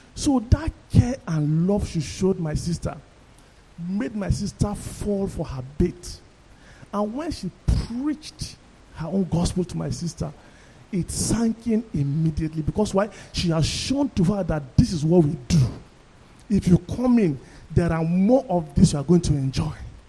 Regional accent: Kaduna, Kaduna State, Nigeria; Long time ago, when I was growing up in Kaduna with my family

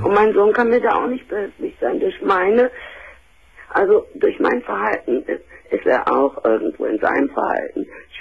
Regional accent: Cologne, North Rhine-Westphalia, Germany; moved away as an adult; now in Hamburg, Germany

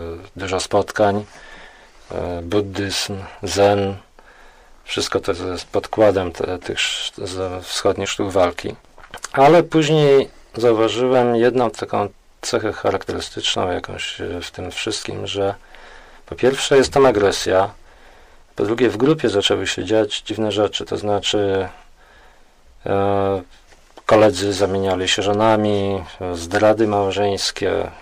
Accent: Piaseczno, Masovian Voivodeship, Poland; Urodziłem się w Piasecznie, w okolicach Warszawy. No, dzieciństwo w zasadzie bardzo mile wspominam.

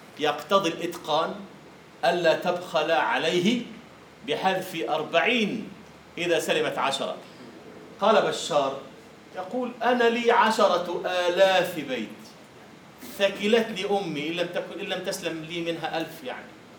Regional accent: Egypt; يسمونه عندنا في مصر أهل الخطوة

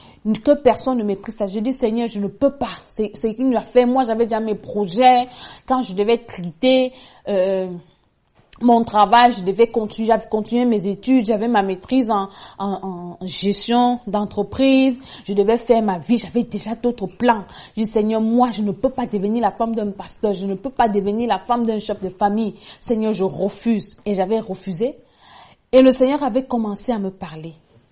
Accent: Cameroon; Peut-être comme chez nous au Cameroun.

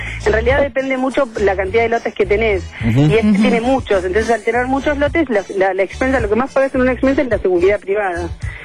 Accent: Apóstoles, Misiones, Argentina; Así que yo soy de Misiones. De un pueblito muy chiquitito que se llama Apóstoles

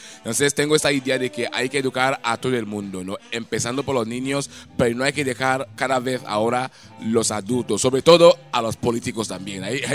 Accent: Nigeria; Spanish is a second language; en Nigeria, mi país de origen, la verdad es que formé parte de las grandes compañías de danza y del teatro

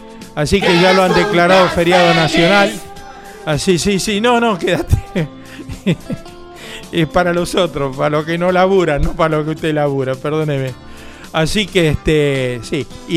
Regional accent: Bernal, Buenos Aires Province, Argentina; also born or lived in Quilmes; Yo siempre nací en Quilmes, pero la mayoría de mi vida pasó en Bernal, y está pasando en Bernal.

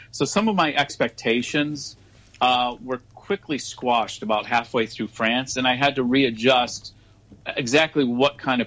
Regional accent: Hong Kong; I'm American, but I'm actually from Hong Kong.

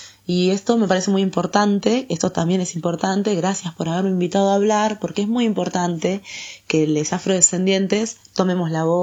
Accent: Argentina; Yo siempre como me preguntan, ¿vos de dónde sos? Yo soy argentina, ¿y vos?

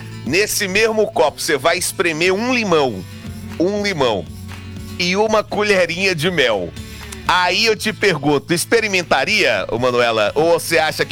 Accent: Goiânia, Goiás, Brazil; Falei, gente, eu sou de Goiânia.

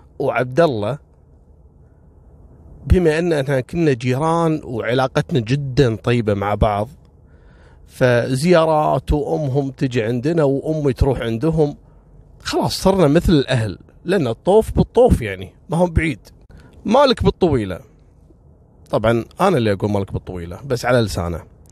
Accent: Kuwait; ترى خصوصا جنسية لبنانية ما هم كثير عندنا في الكويت يعني

